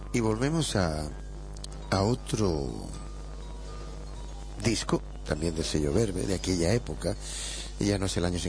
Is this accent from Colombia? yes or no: no; Chile; En Chile estamos a punto de tomar el té allí en esto, y no me pregunten por qué, somos muy muy británicos.